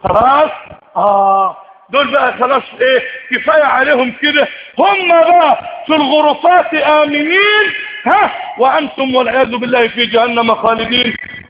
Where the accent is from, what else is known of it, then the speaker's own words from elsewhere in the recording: Egypt; اللهم اجعل بلدنا مصر سقاء رخاء في سعة ورغد من العيش